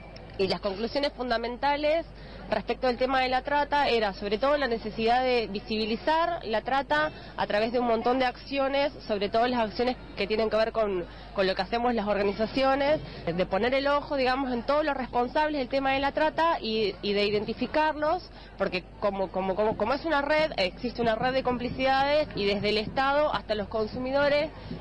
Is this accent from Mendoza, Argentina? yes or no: yes; Mendoza, Argentina; Yo soy de Mendoza